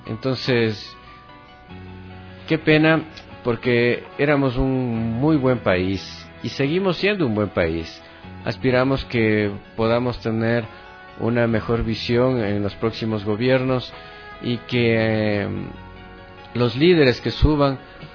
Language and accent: Spanish; Ecuador; como un ecuatoriano más, en buscar una misión y una visión para todos los ecuatorianos